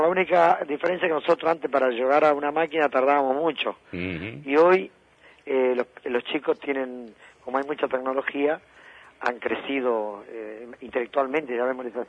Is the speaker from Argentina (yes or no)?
yes; Entre Ríos, Argentina; hay propaganda en Entre Ríos, porque soy de Entre Ríos.